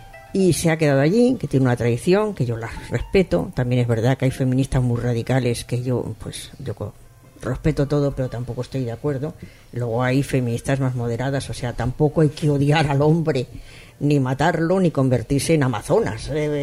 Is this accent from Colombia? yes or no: no; Spain; yo me considero, pues oye, española sí